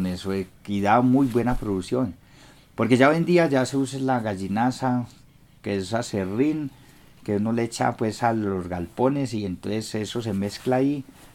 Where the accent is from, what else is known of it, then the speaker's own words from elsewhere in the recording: Guarne, Antioquia, Colombia; born there; No, nací en Guarne y en este momento cumplí los 50.